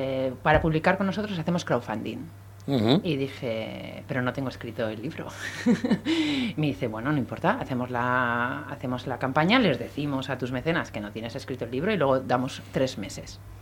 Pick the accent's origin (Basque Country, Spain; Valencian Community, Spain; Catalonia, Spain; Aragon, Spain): Basque Country, Spain; Bilbao; Soy de Bilbao. De Iturribide.